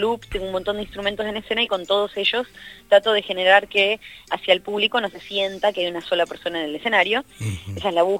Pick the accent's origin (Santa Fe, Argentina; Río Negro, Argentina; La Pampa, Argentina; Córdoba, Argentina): Santa Fe, Argentina; now in Buenos Aires, Argentina; 6 años, serán 5. En realidad, desde que me mudé por primera vez a Capital Federal, ya que yo soy de Santa Fe.